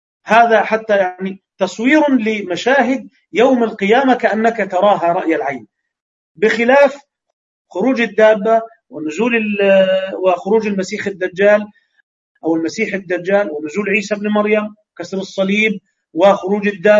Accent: Egypt; فعشرة وأربعة وعشرين دقيقة عندنا في مصر

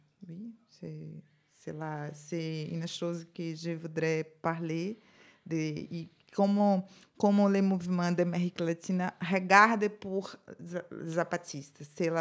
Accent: Brazil; French is a second language; Je suis brésilienne

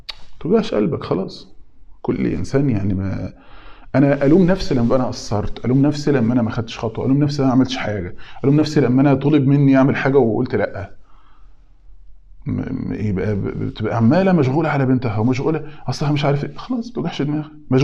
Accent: Egypt; زي ما بيقولوا عندنا في مصر شايل طاجن سته

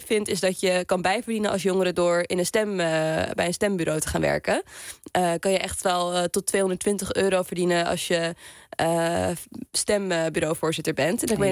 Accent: Amstelveen, North Holland, Netherlands; Zelfs ben ik een jongere uit Amstelveen

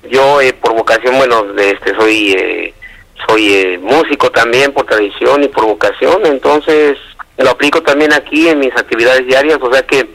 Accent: Atlixco, Puebla, Mexico; now in New York, United States; Bueno, yo soy originario de un lugar llamado Atlixco.

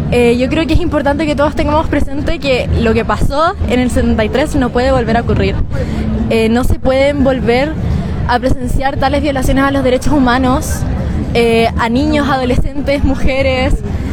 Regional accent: Ñuñoa, Santiago Metropolitan Region, Chile; También soy por acá de Ñuñoa, tengo 18 años.

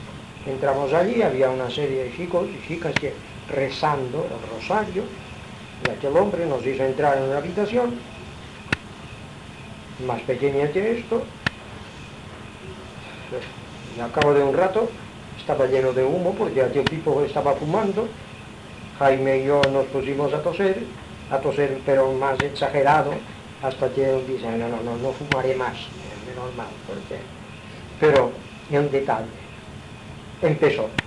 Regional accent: Balearic Islands, Spain; mallorquín, no tengo estudios.

